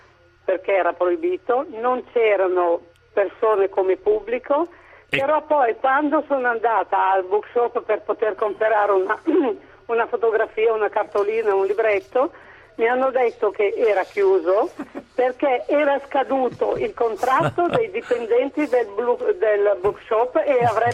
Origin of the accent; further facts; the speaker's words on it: Milan, Lombardy, Italy; sono da Milano, sono partita di proposito per vedere i bronzi di Reggio Calabria